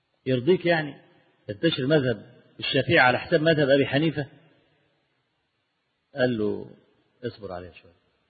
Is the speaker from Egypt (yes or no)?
yes; Egypt; أنا مصري المصر وشافعي، فأنا لا ما تمذهبت للشافعي الحقيقة، أنا جل يعني ما أذهب إليه في مذهب الإمام أحمد بن حنبل،